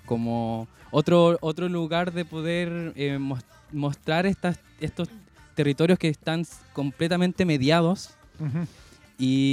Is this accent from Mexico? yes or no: no; Chile; nosotros como chilenos también pasamos eso mismo.